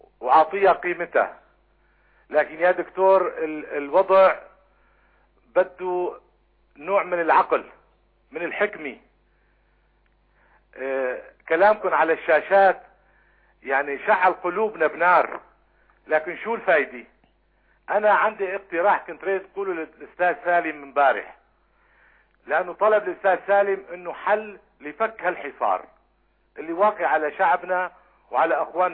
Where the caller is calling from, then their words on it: Syria; من سوريا.